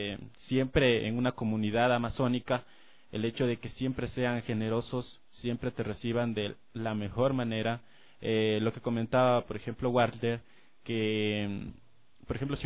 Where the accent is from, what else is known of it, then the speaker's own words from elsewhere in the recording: Ecuador; Yo he tenido la oportunidad de visitar, gracias a la cercanía de mi ciudad natal, principalmente la provincia de Pastaza